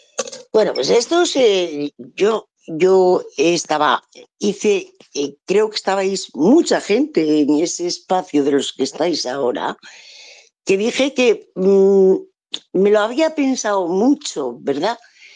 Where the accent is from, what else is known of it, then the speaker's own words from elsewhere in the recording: Asturias, Spain; first language Asturian; Spanish is a second language; yo hay veces que se me escapa hablar, pues como en mi lengua materna. Yo soy asturiana y muy orgullosa, además.